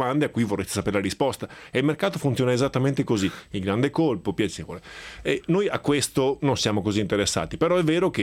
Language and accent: Italian; Veneto, Italy; Ma da buon veneto sono naturalmente un grande appassionato di ciclismo da anni